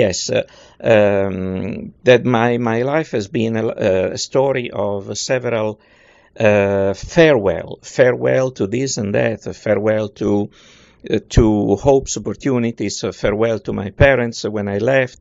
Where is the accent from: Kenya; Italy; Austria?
Italy; moved away as an adult; also born or lived in Toronto; now in Houston, United States; I moved away from Italy in 1987, and I came to Houston, Texas, where I still am.